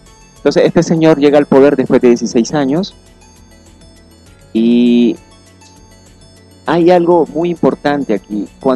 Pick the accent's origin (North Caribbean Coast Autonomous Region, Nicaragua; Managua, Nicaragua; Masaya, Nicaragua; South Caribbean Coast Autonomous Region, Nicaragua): South Caribbean Coast Autonomous Region, Nicaragua; Bluefields; no tenemos carretera para ir a mi pueblo, por ejemplo, a Bluefield, no tenemos carretera.